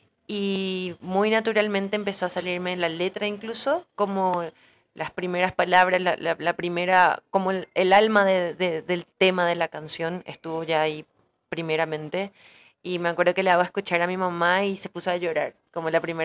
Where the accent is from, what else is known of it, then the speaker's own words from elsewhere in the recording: Paraguay; hace poesía en guaraní, también escribe canciones en guaraní, que es nuestra segunda lengua, o sea, nuestra lengua madre en realidad, en el Paraguay.